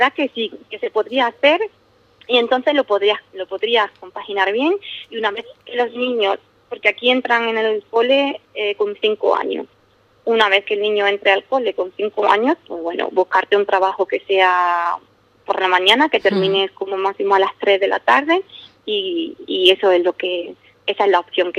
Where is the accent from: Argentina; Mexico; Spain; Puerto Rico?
Spain; South